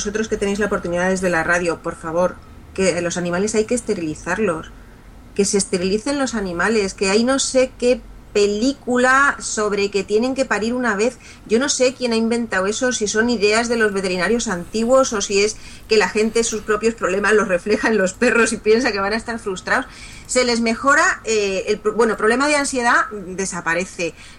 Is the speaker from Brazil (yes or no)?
no; Spain; yo soy muy española y estoy muy orgullosa de la historia de España